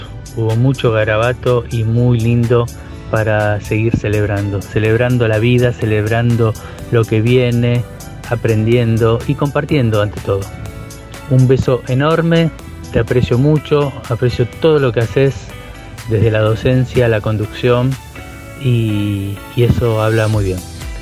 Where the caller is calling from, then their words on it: Buenos Aires, Argentina; de Capital.